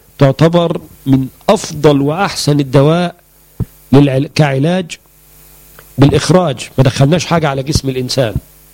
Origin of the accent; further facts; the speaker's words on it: Egypt; وهو اللي احنا بنسميه عندنا في مصر الحلفبر.